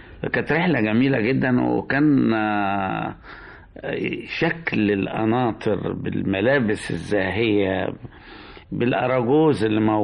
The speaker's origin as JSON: {"language": "Arabic", "town": "Wad Madani", "region": "Gezira", "country": "Sudan", "tie": "born or raised there", "also_born_or_lived": "Egypt", "said": "ان انا من مواليد السودان، يعني مصري بس مواليد السودان، سوداني مقشر يعني. وانا زمان في كنت في بلد اسمها واد مدني،"}